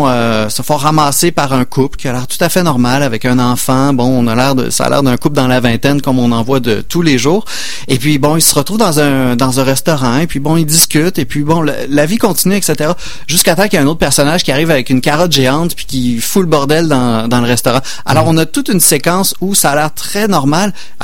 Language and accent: French; Quebec, Canada; En tant que Québécois, on vit quand même dans une Amérique là